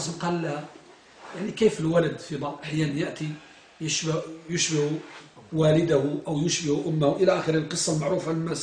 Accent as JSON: {"language": "Arabic", "country": "Morocco", "said": "أنتم ترون الآن عندنا بالمغرب"}